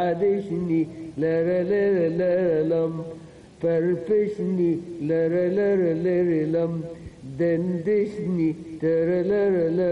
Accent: Upper Egypt, Egypt; now in Cairo, Egypt; في المجتمع القاهري، وانا كنت جاي من الصعيد

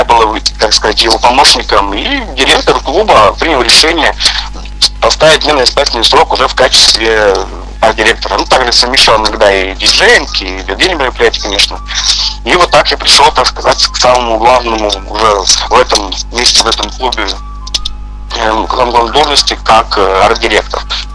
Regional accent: Kartaly, Chelyabinsk Oblast, Russia; also born or lived in Varna; Родом я сам с Челябинской области, с небольшого села под названием Варна. Я там родился, но жил я там не очень долго, потом переехал я в город Карталы, тоже рядышком, кстати, так сказать, один из моих родных городов, сейчас я в нем и нахожусь

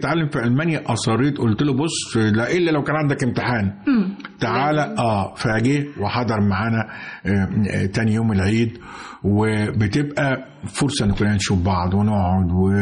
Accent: Egypt; في حاجة ما كانتش معروفة عندنا في مصر

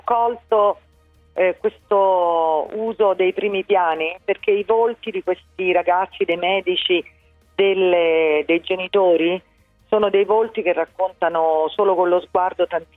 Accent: Rome, Lazio, Italy; ovviamente da romana e da mamma

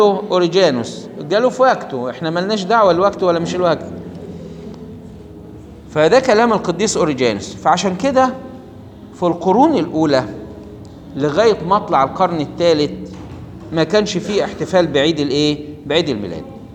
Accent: Egypt; وكان طبعا عندنا في مصر يوم 11 طوبة دوه بيقولوا، او عندنا في مصر كان المصريين الفراعنة بيقولوا

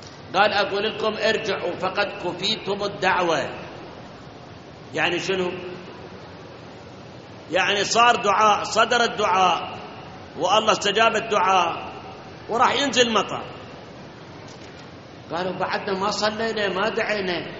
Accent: Iraq; مثل ما الآن جفاف الموجود عندنا في العراق

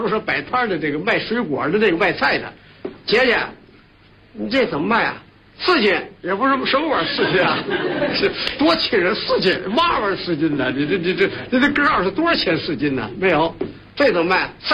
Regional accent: Tianjin, China; 我们天津人说话还有一个齿音字，这个齿音字啊。

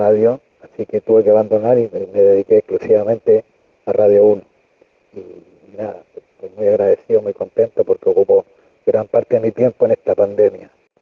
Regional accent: Chile; now in Argentina; tengo 59 años, soy chileno y desde el año 87 que estoy en Argentina.

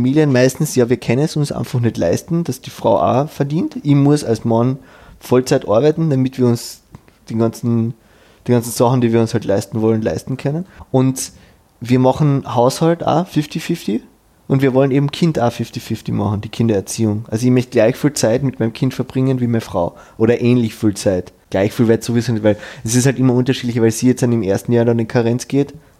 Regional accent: Vienna, Austria; jetzt als echter Wiener

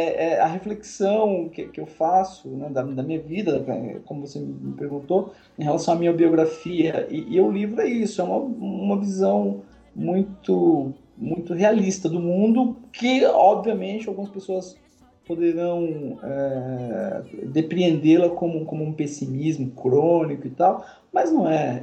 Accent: Jaboatão dos Guararapes, Pernambuco, Brazil; born there; eu nasci em Jaboatão dos Guararapes, né?

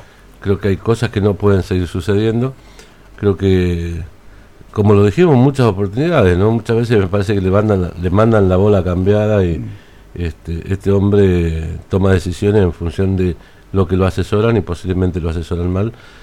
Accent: Argentina; Somos todos argentinos, somos todos hermanos

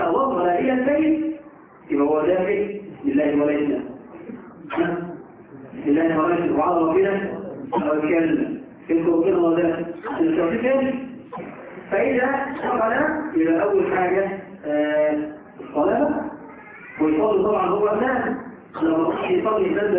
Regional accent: Egypt; إحنا كمصريين بس.

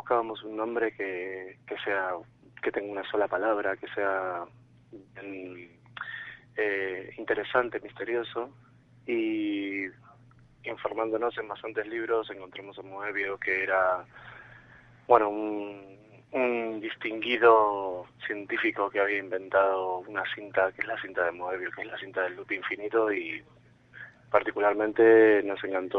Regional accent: Argentina; now in Madrid, Spain; Horacio y yo somos argentinos, bueno, si bien mis padres son españoles y yo ya soy más un poquito español, estábamos aquí en Madrid

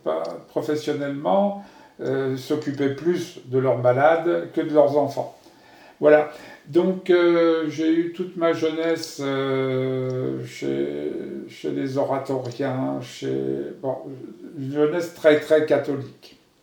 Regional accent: Paris, Île-de-France, France; born there; Je suis français, né à Paris en 1948. J'ai donc 71 ans aujourd'hui, ou 72 ans.

